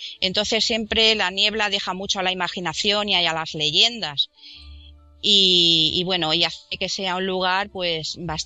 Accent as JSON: {"language": "Spanish", "town": "Madrid", "region": "Community of Madrid", "country": "Spain", "lives_now": "Torrevieja, Spain", "said": "Sí, sí, soy de Madrid y llevo viviendo aquí en Alicante pues unos 5 años."}